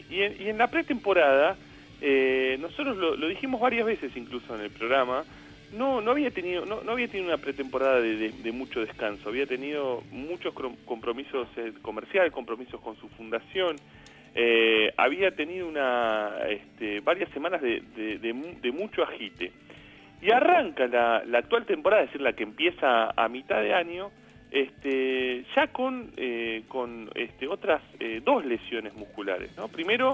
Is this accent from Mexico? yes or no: no; Argentina; Nosotros nos ponemos un poco en esta cosa medio egoísta como argentinos